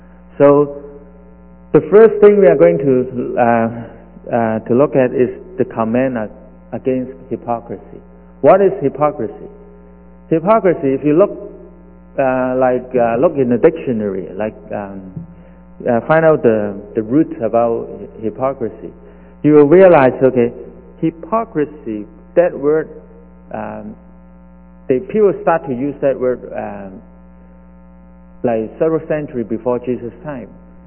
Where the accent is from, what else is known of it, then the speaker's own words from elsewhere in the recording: Hong Kong; moved away as an adult; I come from Hong Kong. I came 1984 as a student, just like most of you.